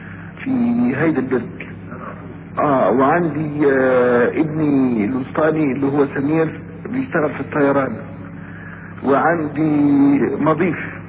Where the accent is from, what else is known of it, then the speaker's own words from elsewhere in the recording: Mit Rizaz, Gharbia, Egypt; من ميت رزاز، بلد اسمها ميت رزاز،